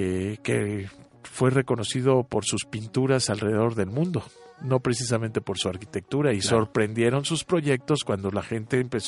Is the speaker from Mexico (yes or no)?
yes; Mexico; y si somos mexicanos, pues habiendo tantos arquitectos reconocidos internacionalmente